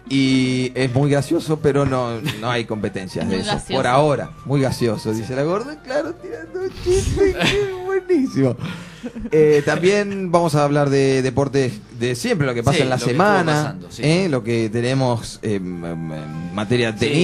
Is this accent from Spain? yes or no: no; Uruguay; Y como nosotros somos uruguayos todos.